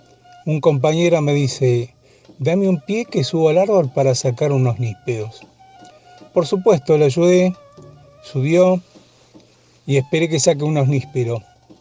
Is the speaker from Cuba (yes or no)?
no; Rafael Calzada, Buenos Aires Province, Argentina; de Rafael Calzada, aunque hace muchísimos años que no vivo en Calzada, pero sigo siendo de Calzada.